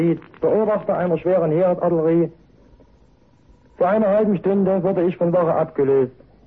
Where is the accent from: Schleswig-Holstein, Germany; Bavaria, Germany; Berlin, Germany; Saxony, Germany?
Saxony, Germany; Zwickau; Gerade heute am Weihnachtsabend habe ich viel an meine Eltern und an meine Heimat in Sachsen gedacht.